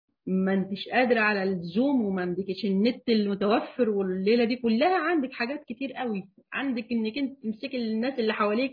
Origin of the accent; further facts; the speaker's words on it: Egypt; دي الفجر عندنا في مصر بيدنا على 5:15